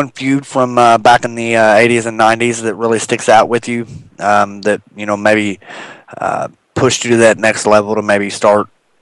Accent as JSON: {"language": "English", "town": "Louisville", "region": "Kentucky", "country": "United States", "tie": "born or raised there", "said": "I think I was lucky growing up, because I grew up in the heart of Louisville, Kentucky."}